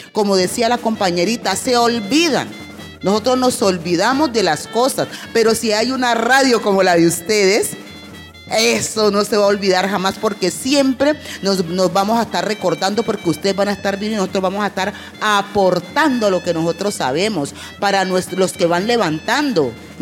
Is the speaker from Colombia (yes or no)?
yes; Buenaventura, Valle del Cauca, Colombia; born there; now in Cali, Colombia; yo digo que yo soy de Buenaventura. Porque allá fue donde nací, allá botaron todo y allá quedó mi ombligo. Entonces, como anteriormente se decía que se enterraban los ombligos, entonces el mío quedó enterrado allá en Buenaventura. Y aquí en Cali pues tengo nomás las costumbres